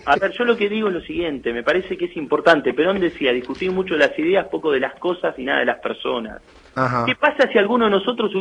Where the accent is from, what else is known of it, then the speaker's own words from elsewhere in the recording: Tandil, Buenos Aires Province, Argentina; born there; Los dos nacimos en Tandil.